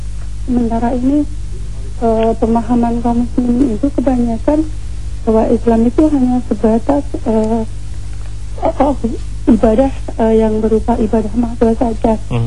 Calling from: Depok, West Java, Indonesia; di Depok.

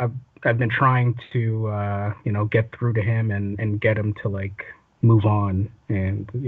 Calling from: Toronto, Ontario, Canada; Well, this was in Canada. I'm calling from Toronto.

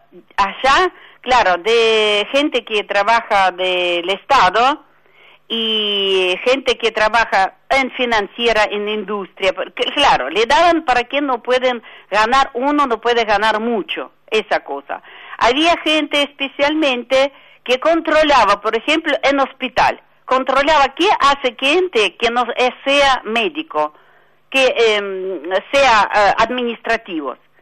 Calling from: La Tablada, Buenos Aires Province, Argentina; de Tablada.

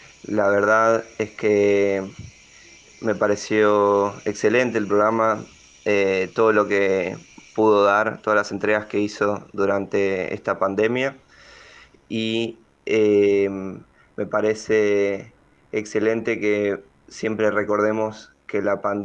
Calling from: Balvanera, Buenos Aires, Argentina; de Balvanera y este abrazo es para todos ustedes

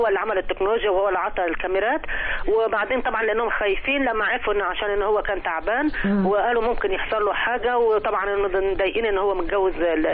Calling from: Cairo, Cairo Governorate, Egypt

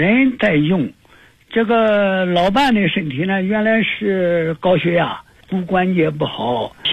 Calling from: Nanjing, Jiangsu, China; 我是南京的

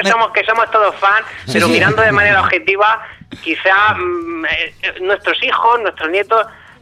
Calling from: Murcia, Region of Murcia, Spain; de Murcia, que os he llamado alguna vez.

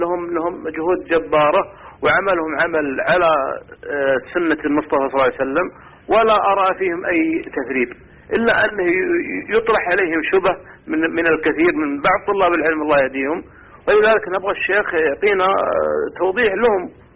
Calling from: Saudi Arabia; من السعودية

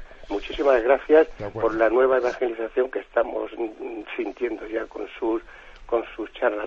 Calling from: Valencia, Valencian Community, Spain; de Valencia.

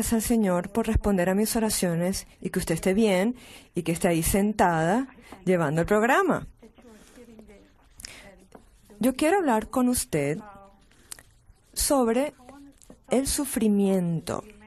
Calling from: Pennsylvania, United States; Soy de Pensilvania.

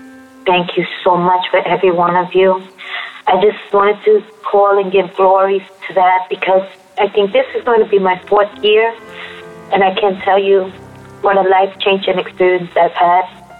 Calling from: Queens, New York, United States; I'm calling from Queens, New York.

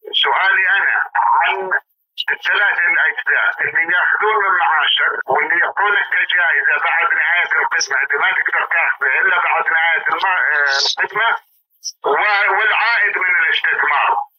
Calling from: Saudi Arabia; أنا أكلمك من السعودية، عندي سؤال.

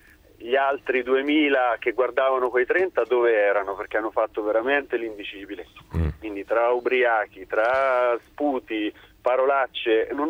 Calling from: Jesi, Marche, Italy; siamo da Yes

